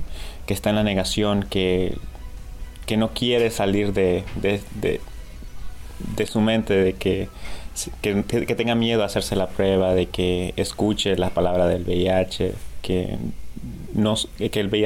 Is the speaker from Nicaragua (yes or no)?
yes; Nicaragua; moved away; soy original de Nicaragua. Allá nací y me vine aquí hace 13 años.